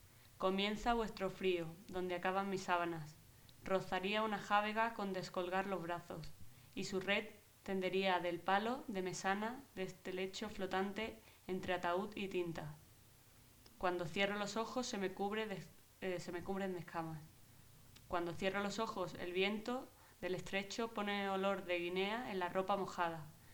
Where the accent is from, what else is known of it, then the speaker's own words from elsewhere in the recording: Málaga, Andalusia, Spain; Yo vengo de Málaga y he estado allí muchos años en un estudio, ¿no?, con otros compañeros